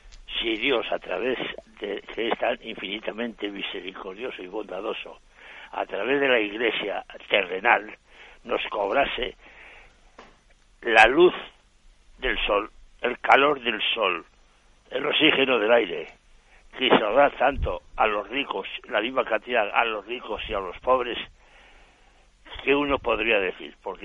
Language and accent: Spanish; Madrid, Community of Madrid, Spain; de Madrid.